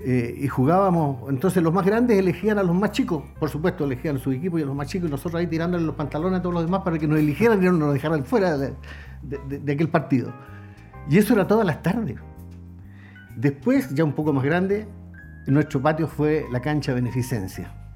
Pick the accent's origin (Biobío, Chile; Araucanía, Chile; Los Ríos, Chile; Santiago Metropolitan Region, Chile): Araucanía, Chile; Angol; No, angolino de tomo y lomo. Mi casa natal, frente al Gran Carloncho, sí. Búnter con Colima. Perfecto. En la población Tehualda, ahí tuve la suerte de haber nacido y de haberme criado en esas calles